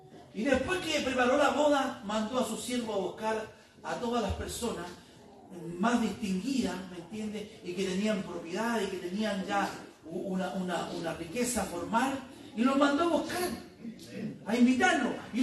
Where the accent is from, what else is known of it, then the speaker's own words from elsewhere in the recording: Chile; Bueno, nosotros que somos chilenos, estamos bailando juego con el Señor.